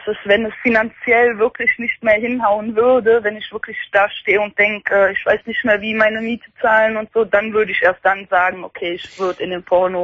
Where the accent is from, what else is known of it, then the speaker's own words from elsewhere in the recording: Belgium; Nee, das ist eine Deutsche, aber ich bin Belgierin.